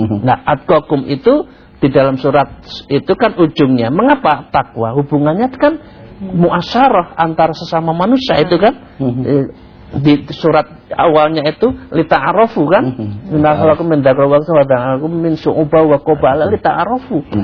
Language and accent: Indonesian; Java, Indonesia; maaf saya orang Jawa mengatakan.